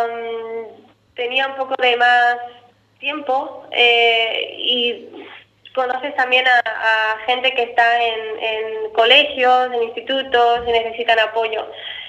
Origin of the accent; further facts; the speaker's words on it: Andalusia, Spain; now in Germany; soy de Cádiz, y hay gente que conoce Cádiz y gente que no. Después digo, bueno, es una provincia al lado de Málaga